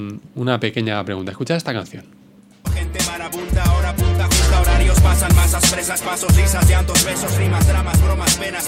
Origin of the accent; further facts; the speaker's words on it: Quintanar, Castilla-La Mancha, Spain; Bacín es una palabra que se utilizaba mucho en mi tierra, en La Mancha